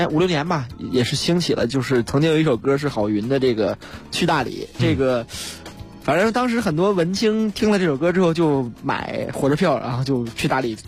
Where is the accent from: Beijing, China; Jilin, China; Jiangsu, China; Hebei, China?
Beijing, China